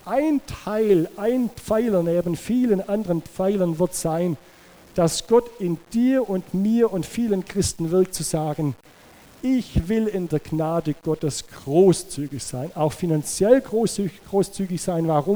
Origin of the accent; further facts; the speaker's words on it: Baden-Württemberg, Germany; Ich komme aus dem Schwäbischen, da weiß man, wie man geizig sein kann.